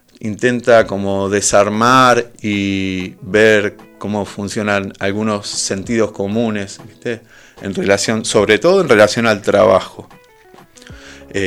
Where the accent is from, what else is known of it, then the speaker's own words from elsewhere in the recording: Benito Juárez, Buenos Aires Province, Argentina; now in La Plata, Argentina; Yo no soy de La Plata, soy de Benito Juárez. Me vine a vivir en el 2001, plena crisis, y siempre viví en el Giro.